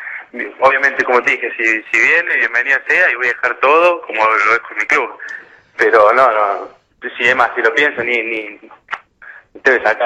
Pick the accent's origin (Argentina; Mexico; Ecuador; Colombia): Argentina; Córdoba; de chico jugué en Municipal, un club de barrio ahí de Córdoba.